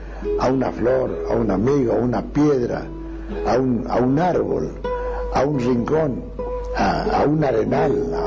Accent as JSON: {"language": "Spanish", "region": "La Pampa", "country": "Argentina", "said": "En mi tierra, aquí en La Pampa, lo mismo en Tucumán."}